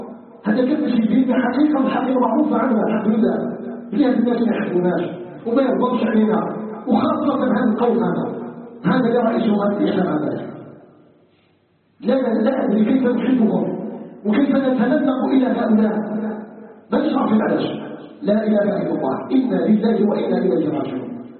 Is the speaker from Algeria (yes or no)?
yes; Algeria